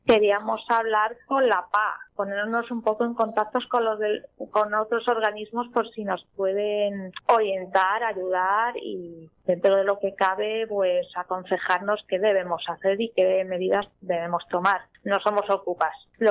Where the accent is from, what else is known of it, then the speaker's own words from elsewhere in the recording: Canillas de Albaida, Andalusia, Spain; a la gente de mi pueblo, Canillas de Albaida, Málaga, que les quiero un montón. Esto está en Andalucía, por cierto.